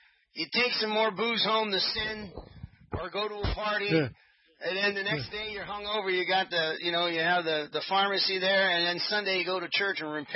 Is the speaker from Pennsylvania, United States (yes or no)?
no; Los Angeles, California, United States; I was raised in Southeast L.A. before I came over here.